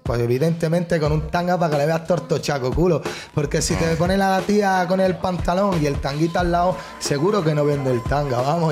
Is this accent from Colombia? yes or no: no; Spain; porque soy español y no entiendo ni puta idea de inglés.